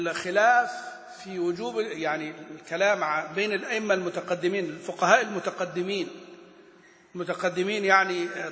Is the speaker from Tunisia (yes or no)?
no; Egypt; نحن كمصريين مثلا ما نخرج الذال ذالا ولا الثاء ثاء ولا الضاء ضاء، وإنما نخرج الضاء ظاء، ونخرج الثاء ساء سين، ونخرج مثلا الذال زاي.